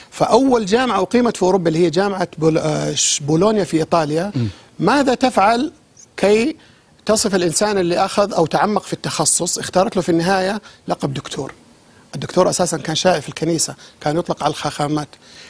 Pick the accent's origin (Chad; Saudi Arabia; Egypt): Saudi Arabia; للأسف بس عندنا في السعودية بالذات